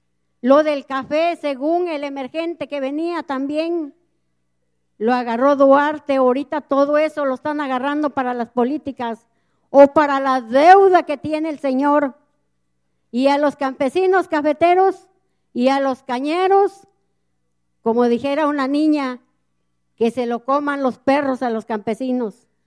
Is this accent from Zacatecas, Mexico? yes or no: no; Ojo de Agua Grande, Veracruz, Mexico; vengo de Ojo de Agua Grande, municipio de Amaclán, Amaclán de los Reyes, Veracruz.